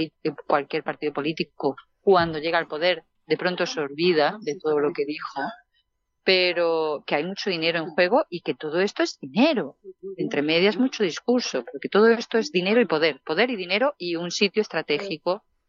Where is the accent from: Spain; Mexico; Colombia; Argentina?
Spain; esas licencias son más baratas porque que somos españoles